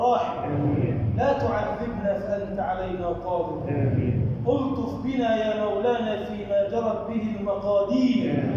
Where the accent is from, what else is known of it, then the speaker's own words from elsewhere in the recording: Egypt; اللهم اجعل بلدنا مصر بلدا آمنا، مطمئنا